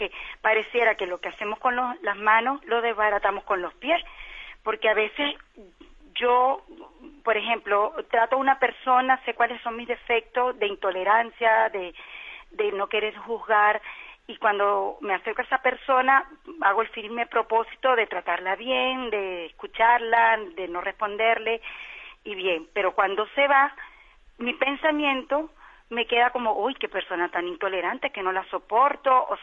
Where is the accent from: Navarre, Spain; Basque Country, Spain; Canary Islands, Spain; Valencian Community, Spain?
Canary Islands, Spain; de Gran Canaria.